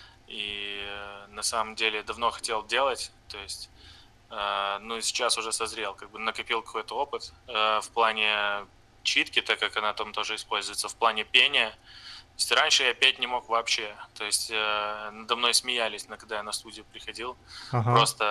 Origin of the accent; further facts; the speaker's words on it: Brest, Brest Region, Belarus; now in Novorossiysk, Russia; я из Бреста, из Беларуси. Сейчас живу в Новороссийске, так как отсюда жена переехала. Ну, я не знаю, на совсем или нет.